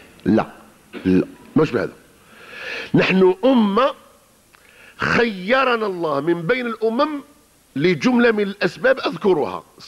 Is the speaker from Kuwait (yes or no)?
no; Algeria; صار كما عندنا في الجزائر، البارح كان اشتراكي اليوم رأسمالي